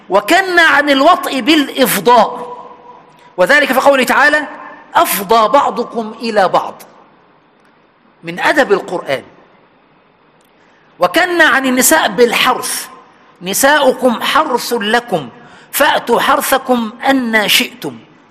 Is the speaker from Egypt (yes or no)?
yes; Egypt; عندنا في مصر سبحان وإحنا عيال صغيرة يعني 4 5 6 سنين